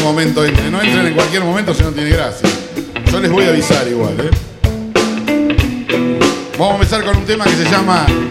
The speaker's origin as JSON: {"language": "Spanish", "country": "Argentina", "said": "como buenos argentinos que somos"}